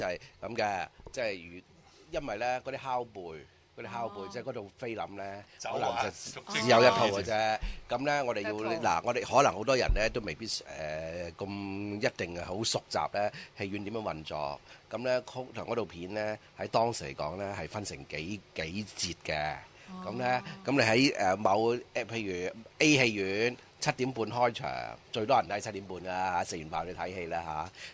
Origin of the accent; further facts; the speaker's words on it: Macau; 其實第一咧，喺童年喺澳門住嘅時候咧，就唔識英文嘅，更加唔識葡文啦